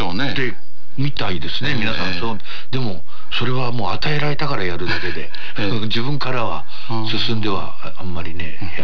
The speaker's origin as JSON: {"language": "Japanese", "region": "Tokyo", "country": "Japan", "tie": "born or raised there", "said": "私が生まれ育ったところは本所というところなんですけども、今の墨田区ですね、浅草から東橋を渡ってすぐのところで生まれたんですけども、"}